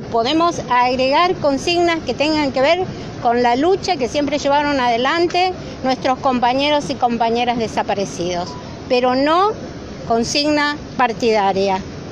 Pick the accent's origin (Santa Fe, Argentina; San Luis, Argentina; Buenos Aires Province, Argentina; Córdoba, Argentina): Córdoba, Argentina; Yo soy de Córdoba